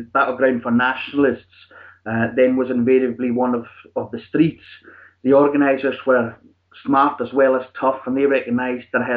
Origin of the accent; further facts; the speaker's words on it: Isle of Lewis, Scotland, United Kingdom; also born or lived in Inverness / Glasgow; I'm originally from the Highlands Islands, as you say, from an island off the northwest coast called the Isle of Lewis, where many a Viking has been before.